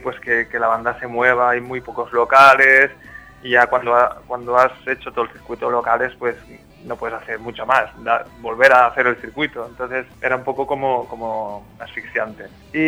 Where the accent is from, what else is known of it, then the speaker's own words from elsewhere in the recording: Valencia, Valencian Community, Spain; moved away as an adult; now in Tenerife, Spain; Yo soy de Valencia. Uh-huh. Y me fui a Tenerife a vivir por temas de trabajo y tal